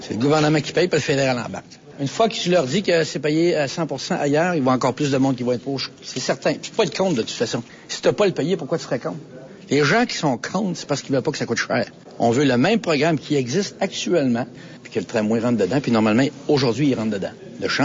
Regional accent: Quebec, Canada; On est des Nord-Américains, et premièrement, les villes sont beaucoup moins densifiées, en tout cas, quant à Québec.

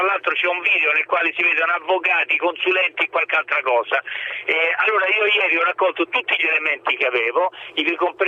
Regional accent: Tuscany, Italy; Io fra l'altro sono senese grossetano

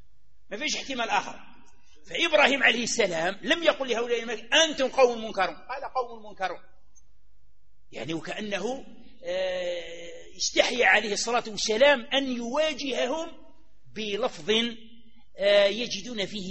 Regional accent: Algeria; احنا عندنا في الصحراء ولا عندنا في غرب الجزائر

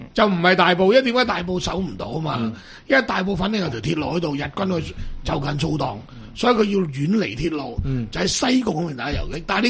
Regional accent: Macau; 我哋澳門人都未鬧過死人太卓爾啦。

